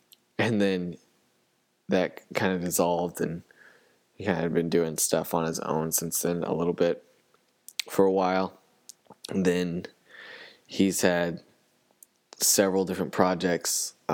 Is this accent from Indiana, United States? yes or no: yes; Evansville, Indiana, United States; he's from my hometown, Evansville, Indiana